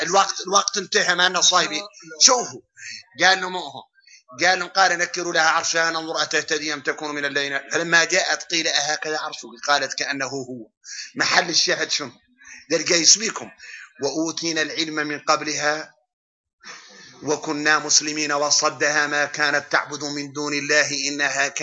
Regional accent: Mauritania; نحن موريتاني

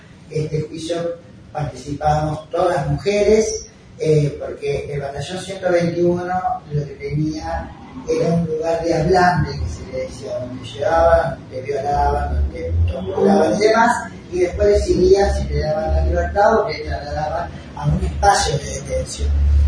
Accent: Rosario, Santa Fe, Argentina; now in Córdoba, Argentina; Soy rosarina, pero hace 40 años que vivo en Córdoba.

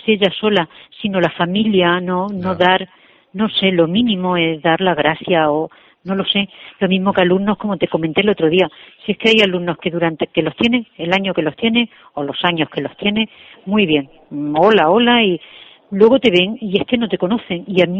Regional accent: Santa Cruz de Mudela, Castilla-La Mancha, Spain; Yo soy de Santa Cruz de Mudela, de Ciudad Real. Entonces, el pueblo al que pertenecíamos era Valdepeña.

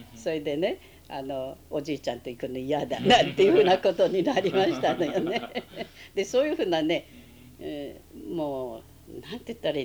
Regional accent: Sendai, Miyagi, Japan; でずっと仙台にねおりまして、で主に仙台で育ちましたけれど

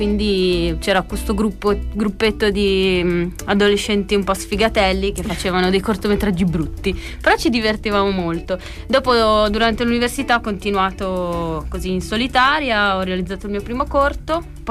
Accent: Imola, Emilia-Romagna, Italy; Io sono di Imola.

